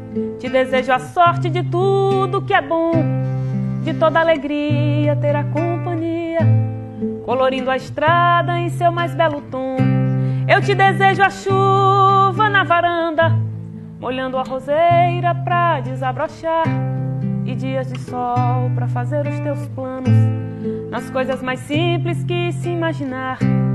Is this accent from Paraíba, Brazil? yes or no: yes; Nova Floresta, Paraíba, Brazil; sou paraibana, nasci numa cidade da Paraíba chamada Nova Floresta, tenho 30 e poucos anos